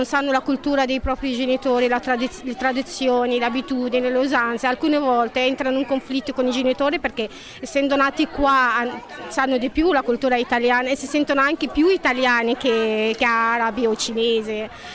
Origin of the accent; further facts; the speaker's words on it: Egypt; now in Italy; sono egiziana, sono qua in Italia da 10 anni